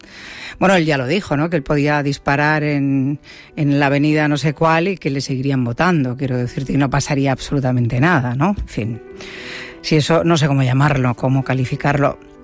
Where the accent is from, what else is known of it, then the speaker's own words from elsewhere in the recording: Seville, Andalusia, Spain; En mi tierra está lloviendo como nunca. Lleva lloviendo, yo creo que 15 días o 20 días en Sevilla.